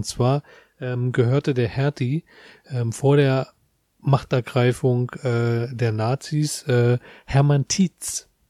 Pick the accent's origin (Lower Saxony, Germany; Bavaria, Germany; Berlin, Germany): Berlin, Germany; Ich bin aus Treptow-Köpenick.